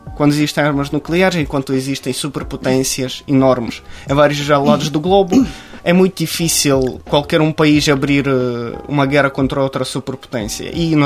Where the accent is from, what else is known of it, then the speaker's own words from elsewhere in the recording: Ukraine; born there; Portuguese is a second language; o território onde eu nasci já está ocupado pela Rússia.